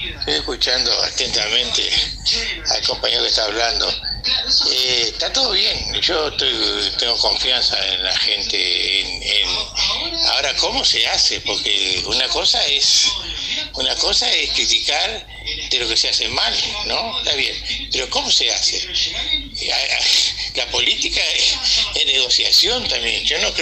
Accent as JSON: {"language": "Spanish", "country": "Uruguay", "said": "soy uruguayo y quiero que el Uruguay se mejore."}